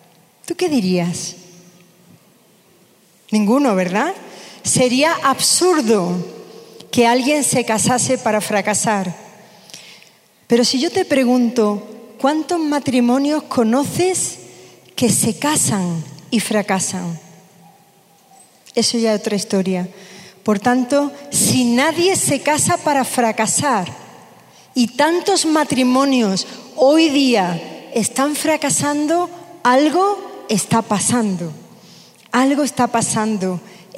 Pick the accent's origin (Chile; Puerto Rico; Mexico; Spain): Spain; South; yo soy del sur de España